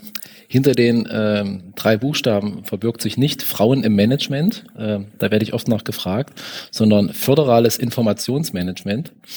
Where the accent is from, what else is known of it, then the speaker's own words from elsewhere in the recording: Magdeburg, Saxony-Anhalt, Germany; Ich bin aus Magdeburg und bin auch in Magdeburg